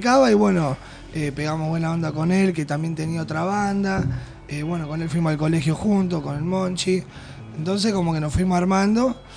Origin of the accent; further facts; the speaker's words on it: Pergamino, Buenos Aires Province, Argentina; Y yo que soy de Pergamino me trago todas las heces